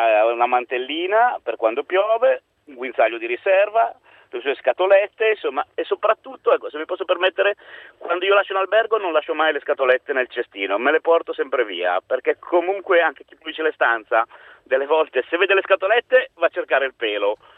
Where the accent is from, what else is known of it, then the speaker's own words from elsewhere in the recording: Genoa, Liguria, Italy; io sono di Genova, ma infatti sono a Vicenza in questo momento col cane